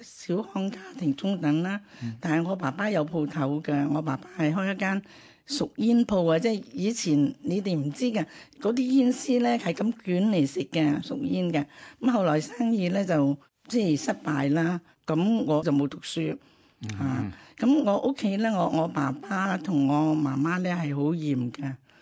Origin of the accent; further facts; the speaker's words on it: China; 咁我都係中國人啦，